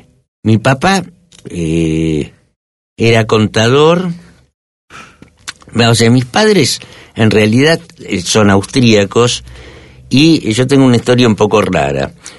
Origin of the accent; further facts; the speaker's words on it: Argentina; also born or lived in Bolivia; se conocieron en Bolivia y fruto de su unión nací yo en Bolivia y 2 años después nos vinimos a la Argentina.